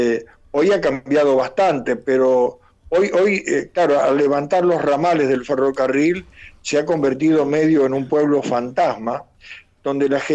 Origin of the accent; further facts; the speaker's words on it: Laguna Paiva, Santa Fe, Argentina; en el pueblo de donde soy, Laguna Paiva, en la provincia de Santa Fe, mi padre era periodista.